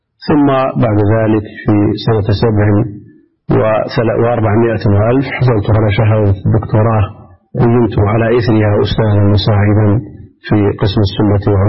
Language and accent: Arabic; Buraydah, Al-Qassim, Saudi Arabia; born there; من مواليد بريدة سنة 74 و300 ألف.